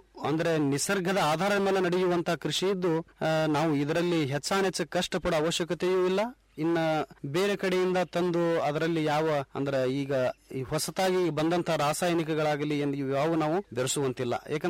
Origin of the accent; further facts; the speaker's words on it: Karnataka, India; ಇಂಡಿ ತಾಲೂಕು ಸಾಕಿ ನಾದ್ಕೇಡಿ ನನ್ನ ಗ್ರಾಮ. ನಾನು ಒಬ್ಬ ಯುವ ಕೃಷಿಕ.